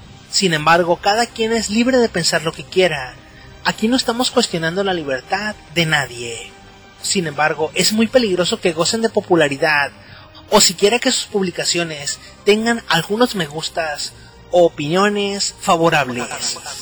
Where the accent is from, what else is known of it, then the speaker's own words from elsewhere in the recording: Mexico; Imaginen la ironía de afirmar que los mexicanos, una minoría que somos perseguidos como latinos en Estados Unidos o a otros países en donde vamos, se nos trate de perseguir y discriminar